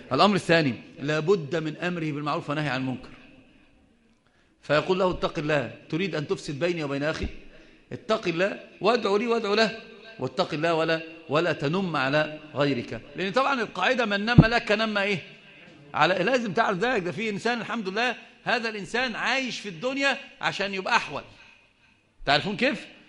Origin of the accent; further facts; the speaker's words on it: India; first language Urdu; Arabic is a second language; كان انا جئت من الهند، فلغه الاردو يعني هي اللي ايه اللغه العربيه مش مساعداني